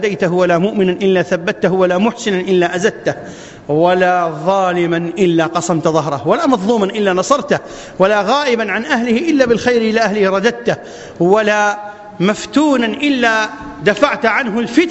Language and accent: Arabic; Iraq; أن تبسط الأمن والأمان في بلادنا العراق